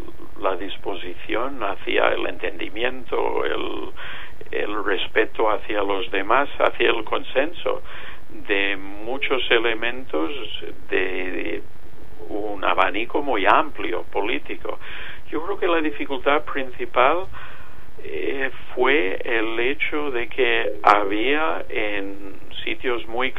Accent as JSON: {"language": "Spanish", "country": "United States", "lives_now": "Spain", "said": "en mi país, en Estados Unidos, hay una presencia de inmigración mayor que aquí en España"}